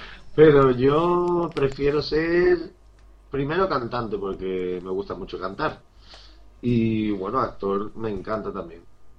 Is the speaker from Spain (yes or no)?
yes; Huelva, Andalusia, Spain; now in Madrid, Spain; Yo ahora vivo en Madrid, pero soy de Huelva. ¿Sabéis dónde está Huelva? Está en Andalucía.